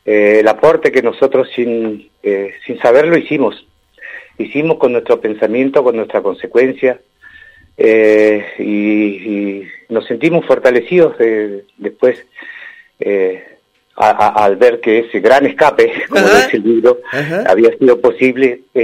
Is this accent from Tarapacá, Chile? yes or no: no; Osorno, Los Lagos, Chile; born there; Yo nací en Osorno, Chile.